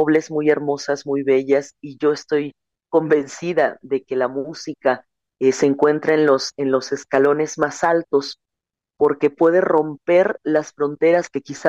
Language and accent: Spanish; Chiapas, Mexico; Yo tenía 15 años cuando comienzo a salir de mi tierra, primero a nivel estatal y después a nivel nacional, para representar un camino, no únicamente que dijera Chiapas